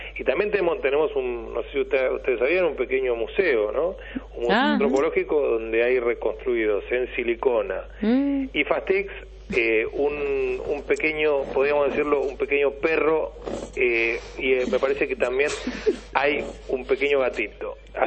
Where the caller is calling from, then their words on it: Costa del Tuyú, Buenos Aires Province, Argentina; ya estoy acá tranquilo en mi pueblo, ¿no?